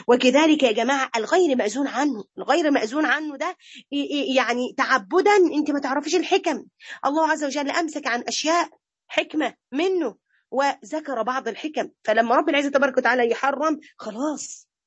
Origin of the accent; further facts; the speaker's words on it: Egypt; ده احنا عندنا في مصر مزارع خنازير